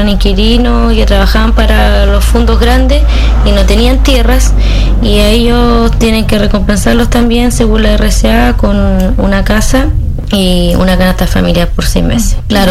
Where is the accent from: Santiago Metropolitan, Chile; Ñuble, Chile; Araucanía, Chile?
Ñuble, Chile; San Fabián de Alico; soy de San Fabián de Alico